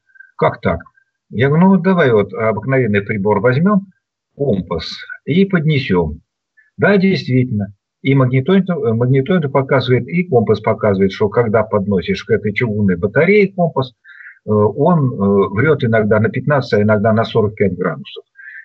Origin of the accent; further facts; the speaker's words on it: Vologda, Vologda Oblast, Russia; now in Moscow, Russia; Я когда приезжаю из Москвы в Вологду, тоже уже на вокзале, я дома. Уже так все знакомо. Подхожу к деревне, я дома.